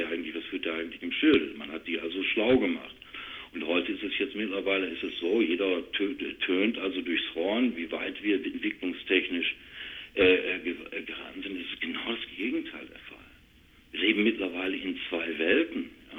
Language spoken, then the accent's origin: German; Duisburg, North Rhine-Westphalia, Germany; Ich komme aus Duisburg-Rohrt, Werften, Thyssen.